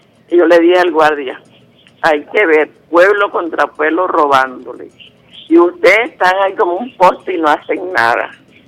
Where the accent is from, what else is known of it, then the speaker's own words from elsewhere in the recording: Venezuela; yo me siento venezolano porque mi origen es venezolano.